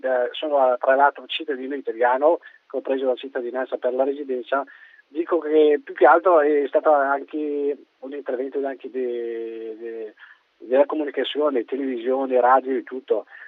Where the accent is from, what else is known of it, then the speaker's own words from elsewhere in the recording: Morocco; Italian is a second language; now in Italy; Io sono originario marocchino.